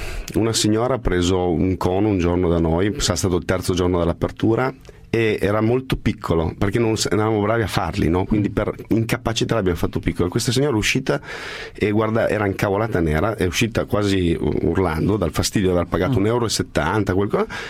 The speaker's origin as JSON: {"language": "Italian", "town": "Turin", "region": "Piedmont", "country": "Italy", "said": "E poi sono vecchio come il cucù, si dice dalle mie parti a Torino."}